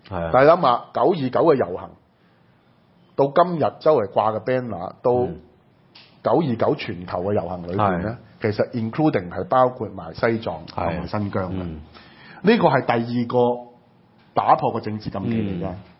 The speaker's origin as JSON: {"language": "Cantonese", "country": "Hong Kong", "said": "嗱呢個好多時我哋香港人過去泛民啊"}